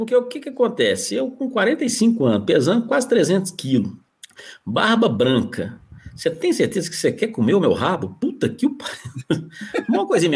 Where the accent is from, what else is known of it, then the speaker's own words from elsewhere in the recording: Estrela do Indaiá, Minas Gerais, Brazil; lá na minha terra, eu sou de Estrela do Indaiá, pessoal, pra quem não sabe. Lá é uma cidade que tem pouco menos de 4 mil habitantes